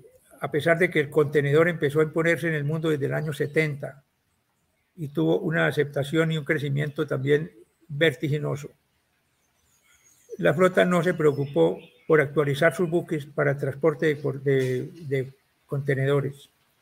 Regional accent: Colombia; La función nuestra como oficiales colombianos a bordo de los buques de la flota era reemplazar a los oficiales extranjeros.

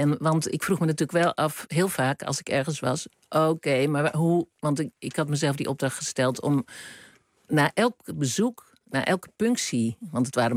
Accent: Utrecht, Netherlands; moved away as an adult; toen ik naar Rotterdam ging, vond ik dat helemaal niet. Ik kwam uit Utrecht.

